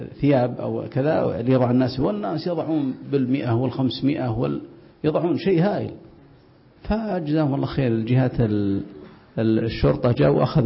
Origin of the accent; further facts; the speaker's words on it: Mecca, Makkah Province, Saudi Arabia; كما عندنا في مكة